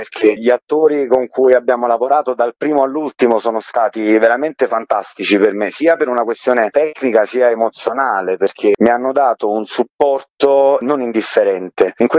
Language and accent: Italian; Salerno, Campania, Italy; io sono originario di Salerno